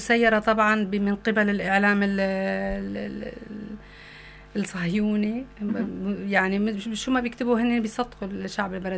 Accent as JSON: {"language": "Arabic", "country": "Syria", "said": "نحن السوريين بنعرف انه الارهاب مقلودين وعصف ببلدنا للأسف"}